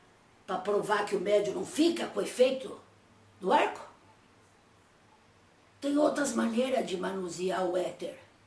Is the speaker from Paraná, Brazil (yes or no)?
no; Minas Gerais, Brazil; Mineiro, ué!